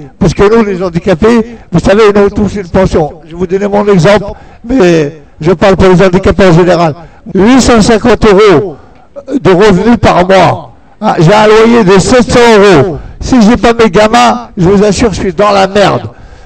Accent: Mantes-la-Jolie, Île-de-France, France; Moi, je viens de Mantes-la-Jolie. Hein, dans les Yvelines

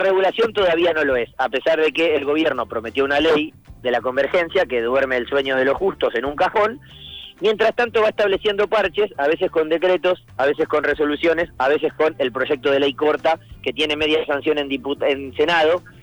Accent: Gualeguaychú, Entre Ríos, Argentina; En Gualeguaychú, en el ranking de Gualeguaychú que juego. Me di el gusto de jugar en el circuito de mi tierra natal

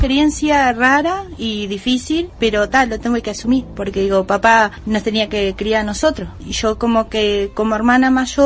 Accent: Batoví, Rivera, Uruguay; Vengo de Batoví. Fui criada en una familia muy humilde.

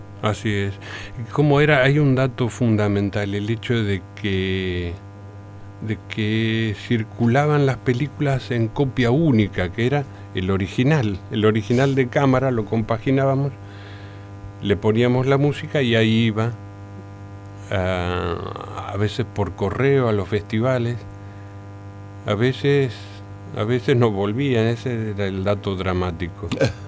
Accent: Rosario, Santa Fe, Argentina; los dos padres de uno vienen de la ciudad de Santa Fe, la capital de esta provincia que a veces, de la que a veces como rosarinos no nos reconocemos parte.

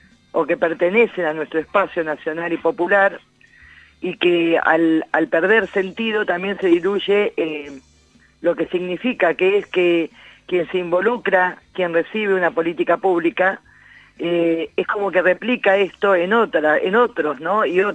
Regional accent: Alta Italia, La Pampa, Argentina; Gracias por recordar que soy de Alta Italia

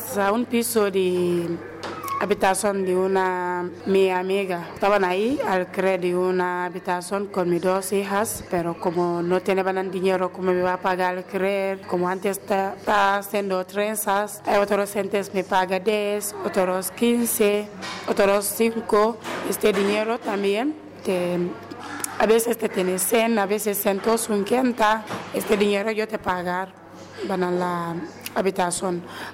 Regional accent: Gambia; Spanish is a second language; now in Spain; De Gambia.

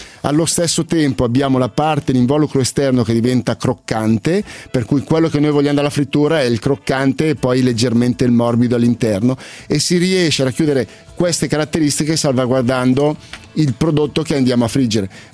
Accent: Milan, Lombardy, Italy; da buon milanese mi sono avvicinato piano piano

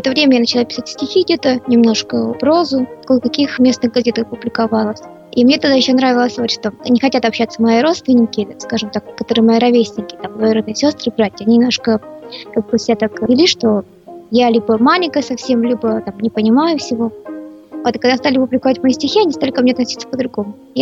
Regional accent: Buryatia, Russia; born there; Родилась я в Бурятии, у меня семья была, мама, папа

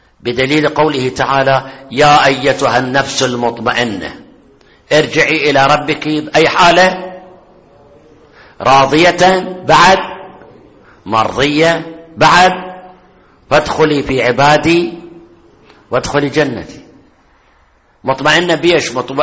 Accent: Iraq; المدارس الحكومية عندنا بالعراق واضح، ما أدري هنا

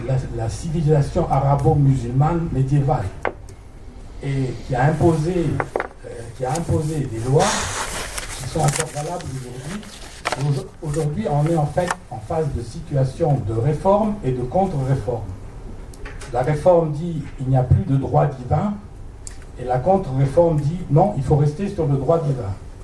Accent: Egypt; Je suis un Suisse beurre puisque je suis arrivé en Égypte en 1948. J'ai été éduqué en Égypte.

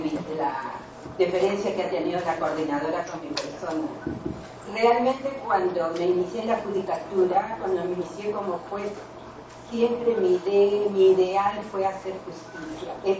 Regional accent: Barranca, Lima, Peru; Yo era juez de paz no letrada en el distrito de Barranca, de donde soy

